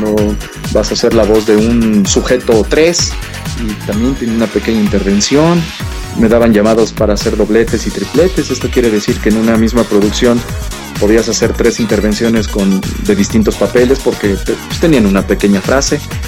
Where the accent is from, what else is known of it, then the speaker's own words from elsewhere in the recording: Mexicali, Baja California, Mexico; born there; nació en la ciudad de Mexicali, Baja California Norte, en la República Mexicana, un 11 de diciembre de 1977. En muy corta edad llegué a la Ciudad de México, en la cual ya radico